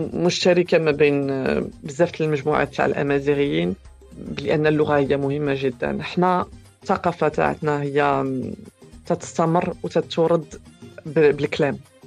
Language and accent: Arabic; France; انا كبرت في فرنسا واغلبيه عائلتي ساكنه في المغرب، حنا قراب وتربينا يعني تربيه تقليديه واكيد حنا يعني هويتنا كشلوح ومغاربه